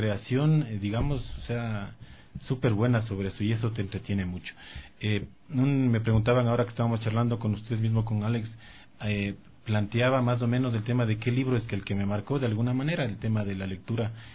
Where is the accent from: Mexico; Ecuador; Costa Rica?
Ecuador; Definitivamente a los ecuatorianos no nos gusta leer